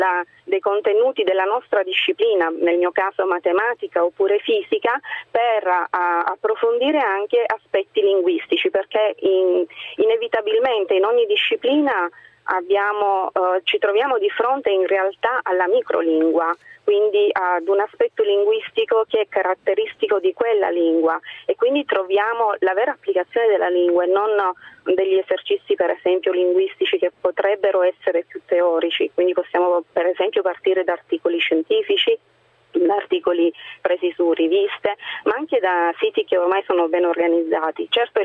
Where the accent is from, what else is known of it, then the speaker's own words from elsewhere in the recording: Apulia, Italy; non vengo dal Trento, io sono della provincia di Lecce.